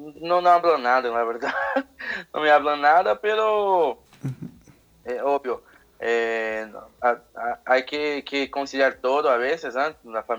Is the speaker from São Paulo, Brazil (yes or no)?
yes; São Paulo, Brazil; Spanish is a second language; Ah, soy de la provincia de São Paulo.